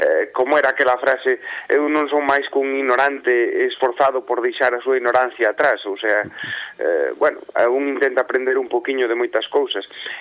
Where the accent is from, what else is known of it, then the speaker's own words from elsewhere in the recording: Galicia, Spain; born there; eu dixen que nacín en Galicia